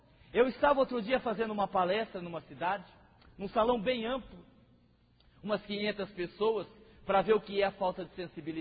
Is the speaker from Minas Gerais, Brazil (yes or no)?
no; Votuporanga, São Paulo, Brazil; eu sou de Votuporanga.